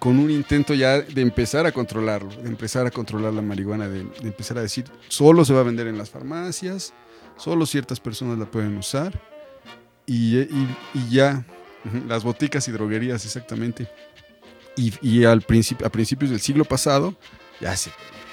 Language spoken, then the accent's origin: Spanish; Mexico; la cannabis ha estado aquí desde que somos mexicanos